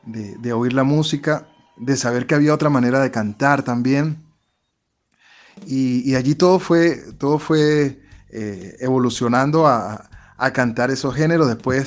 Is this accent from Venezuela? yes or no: yes; San Cristóbal, Táchira, Venezuela; yo soy de San Cristóbal, yo soy gocho, yo soy del Táchira.